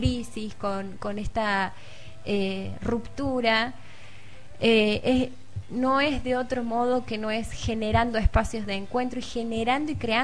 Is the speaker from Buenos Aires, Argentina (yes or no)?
no; Córdoba, Argentina; Vengo de Córdoba capital y he trabajado en realidad siempre con jóvenes.